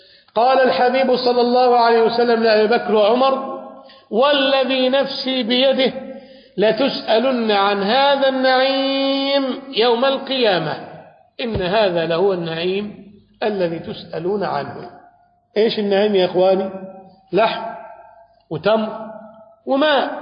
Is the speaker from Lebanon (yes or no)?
no; Egypt; يقول بأن عندنا في مصر يعني بعض الناس الأثرياء